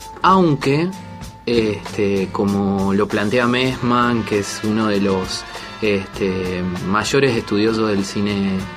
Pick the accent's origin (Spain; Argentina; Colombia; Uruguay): Argentina; Soy un cineasta argentino y hago films desde 1963.